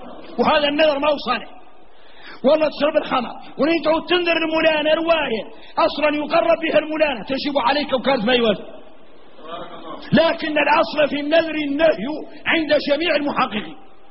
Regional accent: Mauritania; إني موريتاني ما نصلح نقول موريتاني

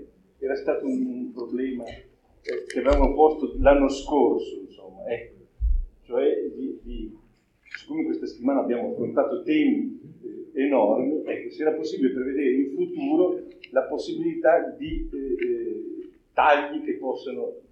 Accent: Emilia-Romagna, Italy; quindi io sono emiliano

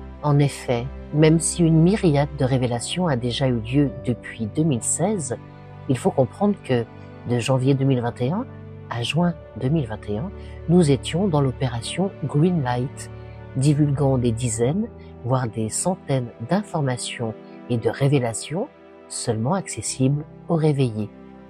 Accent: France; que ce soit aux States, ou chez nous en France, ou encore en Belgique

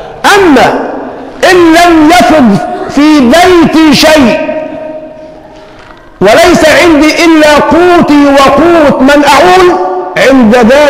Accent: Egypt; ونحن كمصريين على المستوى العام عندنا عاطفة دياشة، وكأهل بلد عندنا عاطفة مع السذاجة.

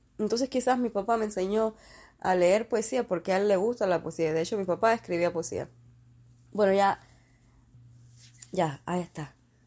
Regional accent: Cuba; porque somos cubanos.

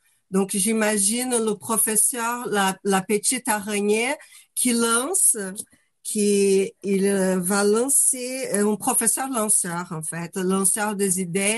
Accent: Brazil; French is a second language; moved away as an adult; now in France; Je suis brésilienne, je suis en France depuis 15 ans

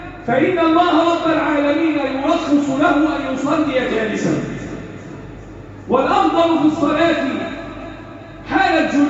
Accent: Egypt; اللهم احفظ بلدنا مصر وسائر بلاد

